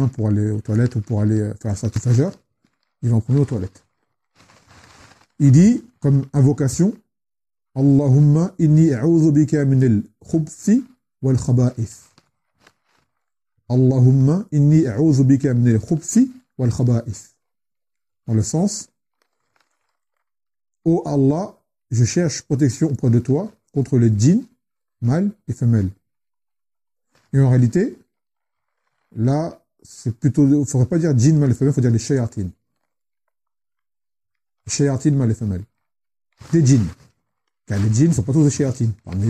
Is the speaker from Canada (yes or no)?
no; Yemen; chez nous, au Yémen, c'est la salle de bain et les toilettes, c'est le même lieu